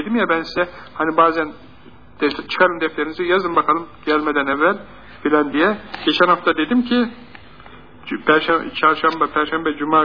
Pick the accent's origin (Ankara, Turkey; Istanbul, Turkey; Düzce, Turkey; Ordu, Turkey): Ankara, Turkey; Biz de gittik şimdi Ankaralıyız.